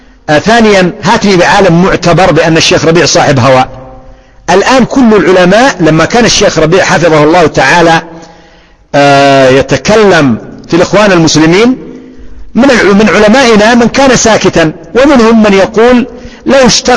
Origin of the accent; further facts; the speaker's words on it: Yemen; بلادنا اليمن الآن خراب